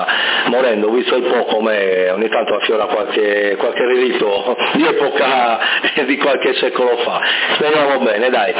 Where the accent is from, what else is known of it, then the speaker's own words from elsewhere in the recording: Sassari, Sardinia, Italy; il nostro accento molto caricato di doppia. Comunque … la città è Sassari e si trova a circa 20 km dalla costa nord della Sardegna